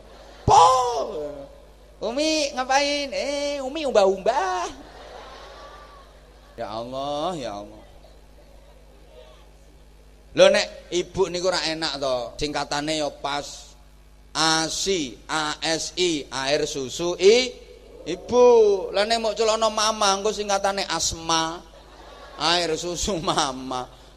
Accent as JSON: {"language": "Indonesian", "country": "Indonesia", "tie": "born there"}